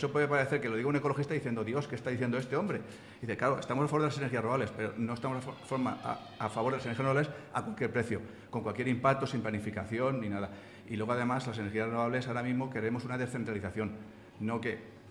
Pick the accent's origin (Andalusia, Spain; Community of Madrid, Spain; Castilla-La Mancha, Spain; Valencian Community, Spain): Castilla-La Mancha, Spain; Casas Ibáñez; Yo soy de Casas Ibáñez y tenemos tres proyectos de huertos solares